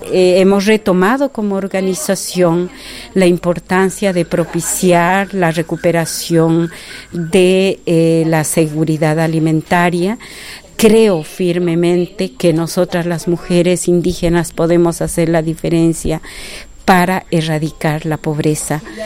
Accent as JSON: {"language": "Spanish", "country": "Peru", "moved": "yes", "lives_now": "Costa Rica", "said": "Yo soy quechua peruana, pero vivo 34 años en Costa Rica"}